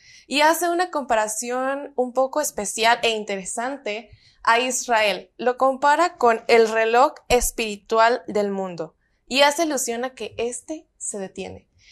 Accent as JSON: {"language": "Spanish", "town": "Teapa", "region": "Tabasco", "country": "Mexico", "tie": "born or raised there", "said": "soy originaria de Teapa, Tabasco."}